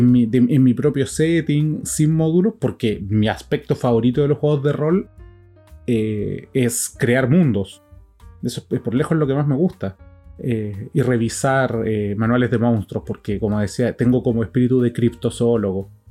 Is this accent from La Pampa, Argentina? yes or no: no; Buenos Aires, Argentina; Ahora saben otra cosa más, yo soy porteño.